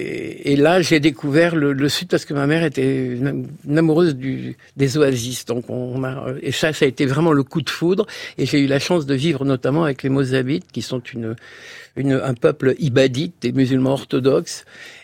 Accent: Algeria; born there; parce que je suis né en Algérie d'une famille je suis la cinquième génération à être né en Afrique du Nord

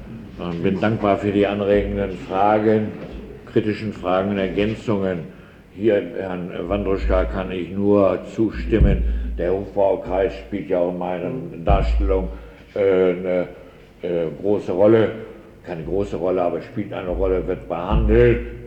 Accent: Prussia, Germany; Ich bin nun also in Preußen aufgewachsen

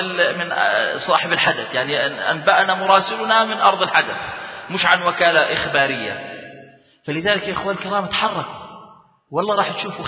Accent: Jordan; الشيخ يعرف رجلا عندنا في الأردن

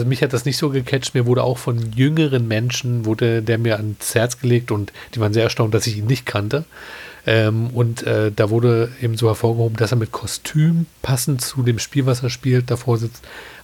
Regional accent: Berlin, Germany; auch als Berliner macht man ja Stadttouren

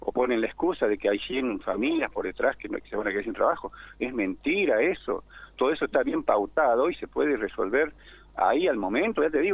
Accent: Jujuy, Argentina; now in Mendoza, Argentina; Yo soy jujeño.

